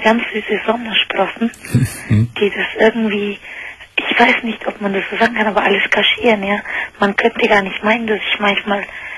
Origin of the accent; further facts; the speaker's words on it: Argentina; German is a second language; Ja, ich bin eigentlich aus Argentinien.